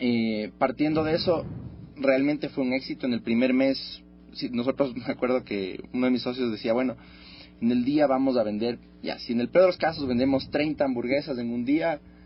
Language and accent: Spanish; Ecuador; orgullosamente somos ecuatorianos